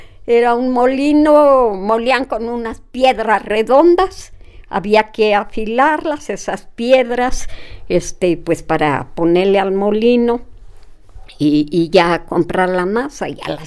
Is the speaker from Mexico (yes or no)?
yes; State of Mexico, Mexico; also born or lived in Chignahuapan, Puebla; Yo nací en Chignahuapan, Puebla. No lo conozco, muy niña. Siendo muy, muy pequeña, mi mamá se fue a vivir al Estado de México. Y pues ahí estuve algún tiempo en el Estado de México.